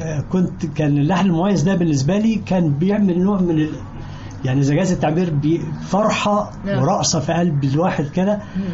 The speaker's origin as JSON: {"language": "Arabic", "town": "Al-Aqayla", "region": "Sharqia Governorate", "country": "Egypt", "said": "أنا من الشرقية من قرية اسمها العقايلة تابع لمركز الحسنية في محافظة الشرقية"}